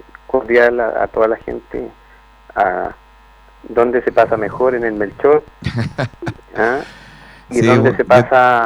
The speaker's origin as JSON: {"language": "Spanish", "town": "Puente Alto", "region": "Santiago Metropolitan", "country": "Chile", "tie": "born there", "also_born_or_lived": "Valparaíso", "lives_now": "Quellón, Chile", "said": "yo soy puentealtino y voy a seguir siendo puentealtino toda la vida de nacimiento, soy porteño corazón, yo añoro, mi cuerpo se divide en varias partes, mis chakras se abren y se trasladan entre Puente Alto y Valparaíso, y hoy día soy quellonino chilote"}